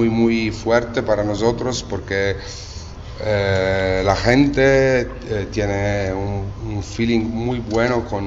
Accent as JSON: {"language": "Spanish", "country": "Italy", "second_language": "Spanish", "said": "porque nosotros somos italianos"}